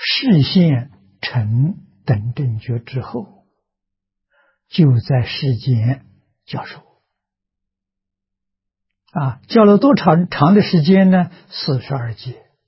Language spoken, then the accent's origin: Chinese; China; 无量数，也就是我们中国人常讲的无量无数的意思啊。